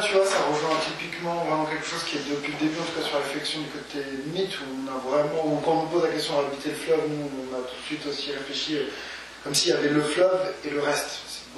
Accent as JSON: {"language": "French", "country": "France", "said": "pour nous en tant que Français"}